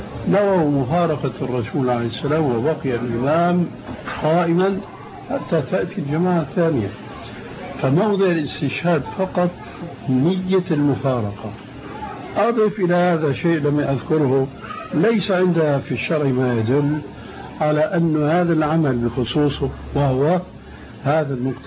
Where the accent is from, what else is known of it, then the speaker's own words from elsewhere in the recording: Syria; كما يقولون عندنا في الشام